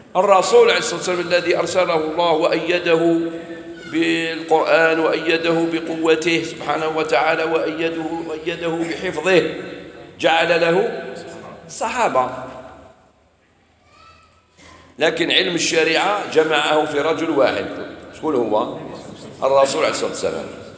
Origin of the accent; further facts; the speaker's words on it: Algeria; انا نقول لك انا جزائري